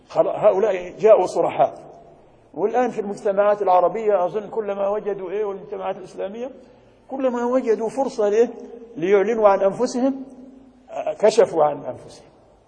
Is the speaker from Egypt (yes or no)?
yes; Egypt; عندنا في مصر